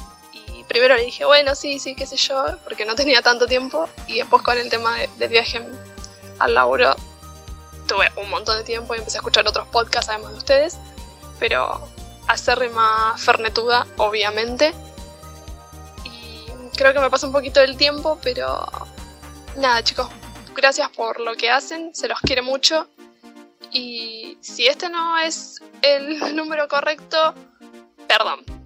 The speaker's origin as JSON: {"language": "Spanish", "region": "Buenos Aires Province", "country": "Argentina", "said": "Soy de Buenos Aires, calculo que lo habrán imaginado cuando les comenté en algún momento que tenía como 2 horas de viaje desde provincia hasta capital."}